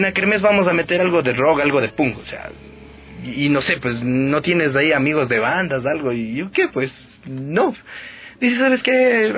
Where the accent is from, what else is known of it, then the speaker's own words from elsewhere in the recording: Quito, Pichincha, Ecuador; Soy quiteño.